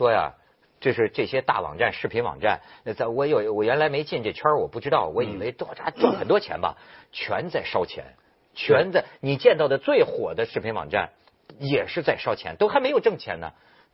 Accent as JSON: {"language": "Chinese", "country": "China", "said": "当然我也是中国人了，"}